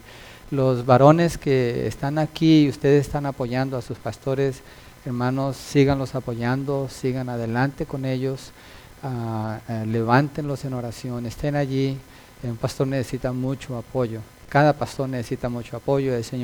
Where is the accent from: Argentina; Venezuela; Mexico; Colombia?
Colombia; moved away; also born or lived in Milpitas, United States; Yo viví en Milpitas cuando llegué de Colombia, hace, en el año del caldo. Oh, de veras, en el 90 viví en Milpitas. Era chiquito, solo